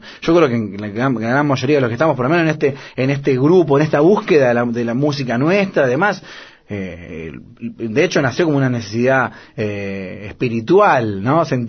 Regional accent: Argentina; yo soy un músico argentino que ama la música

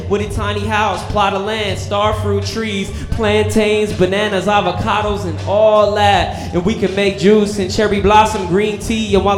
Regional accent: Minneapolis, Minnesota, United States; I came from Minnesota, a Minneapolis, Dakota, and Spirit Lake is the reservation where I'm enrolled at, a family of survivors.

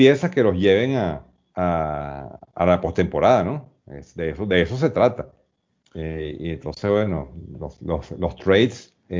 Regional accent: Venezuela; para mí como venezolano

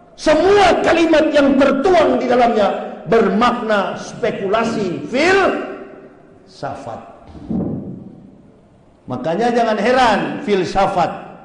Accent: Manado, North Sulawesi, Indonesia; dulunya kampung halaman saya, provinsi saya, Sulawesi Utara, Manado.

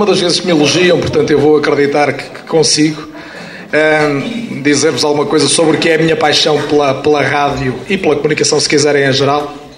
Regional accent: Paredes, Porto, Portugal; eu sou de Paredes, a minha terra teve dois alvarás de rádio

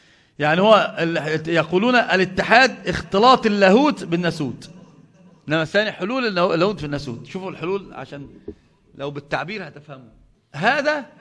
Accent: Egypt; الحمد لله ما فيش حد عندنا في مصر بيقول بذلك

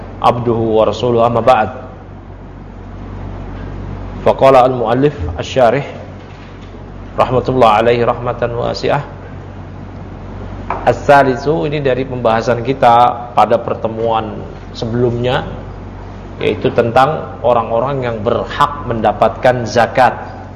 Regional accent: Tanara, Banten, Indonesia; Yang benar itu adalah kampung saya, adalah kampung di daerah Serang Banten, namanya kampung Tanara.

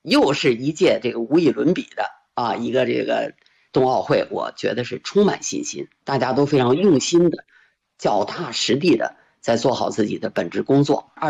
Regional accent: Beijing, China; 我觉得这一点呢，是让我们北京人能够有获得感、有幸福感非常重要的一条

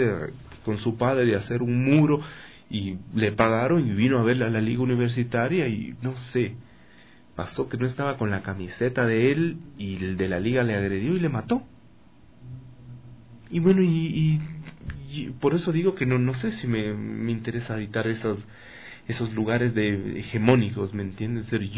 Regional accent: Ecuador; Ahora sí, soy ecuatoriano

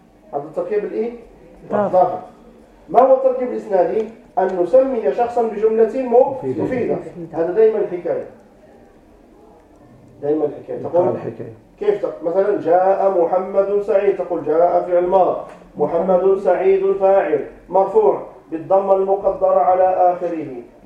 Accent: Morocco; مثلا عندنا في المغرب يسمونه محمد سعيد.

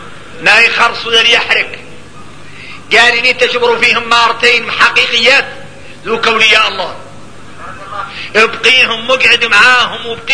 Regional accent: Mauritania; احنا موريتاني ملاني من الاولياء

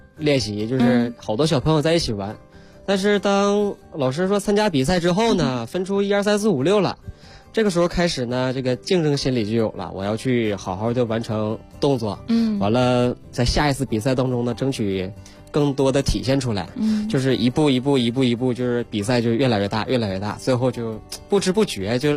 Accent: Northeast China, China; 我出生在东北

